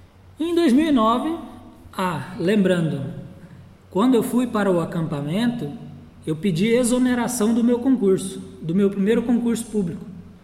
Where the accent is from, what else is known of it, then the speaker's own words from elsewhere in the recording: Novo Horizonte do Sul, Mato Grosso do Sul, Brazil; Em 92, minha adolescência em Novo Horizonte do Sul, que foi o primeiro assentamento que se tornou município no estado de Mato Grosso do Sul.